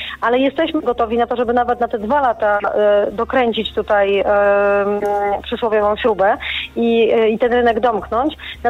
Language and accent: Polish; Kraków, Lesser Poland, Poland; ja jestem z Krakowa, więc ten problem smogu to rzeczywiście jest coś, co jest mi bardzo, bardzo, niestety bardzo bliskie.